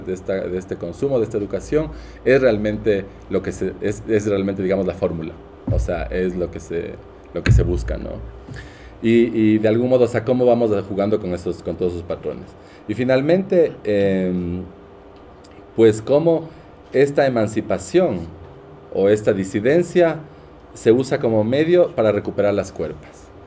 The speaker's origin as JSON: {"language": "Spanish", "town": "Quito", "region": "Pichincha", "country": "Ecuador", "said": "yo soy ecuatoriana, yo soy quiteña, de San Blas, de esta familia"}